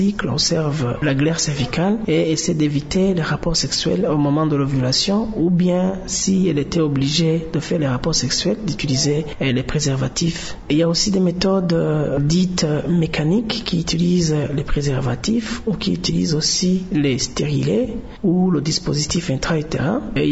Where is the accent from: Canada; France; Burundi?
Burundi; Chez nous au Burundi, comme partout ailleurs dans le monde